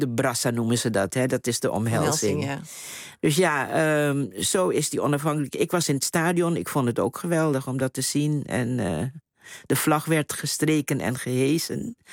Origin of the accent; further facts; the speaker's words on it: Curaçao; born there; Ik ben geboren op Curaçao, wel uit Surinaamse ouders.